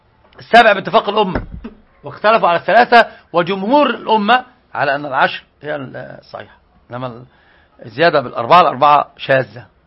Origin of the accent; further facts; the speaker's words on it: Egypt; طبعا عندنا في مصر